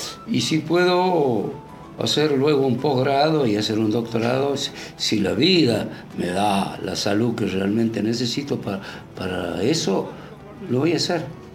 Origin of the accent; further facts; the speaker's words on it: Argentina; yo, como ciudadano argentino, lo veo en mi país en un avance en cuanto a lo social